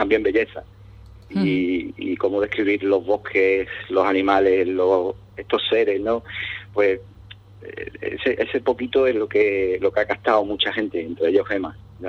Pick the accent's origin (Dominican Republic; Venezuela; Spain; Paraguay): Spain; Cádiz, Andalusia; Como buenos gaditanos que somos, nos gusta mucho el humor.